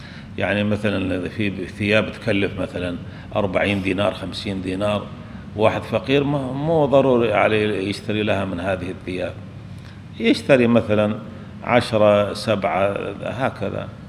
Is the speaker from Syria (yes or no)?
yes; Syria; عندنا في سوريا يلبسون يسمون المانطو